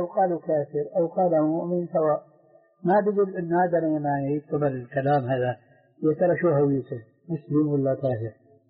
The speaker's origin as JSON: {"language": "Arabic", "town": "Damascus", "region": "Damascus Governorate", "country": "Syria", "said": "كان عندنا في دمشق مروج موقوفة برعاية الخيل"}